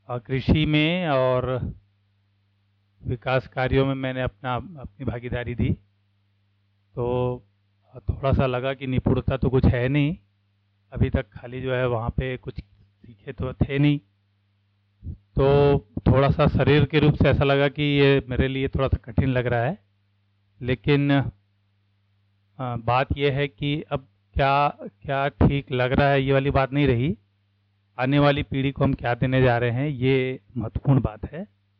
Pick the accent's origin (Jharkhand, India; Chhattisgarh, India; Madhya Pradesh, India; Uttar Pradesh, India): Chhattisgarh, India; Raipur; मैं रायपुर से आया हूँ।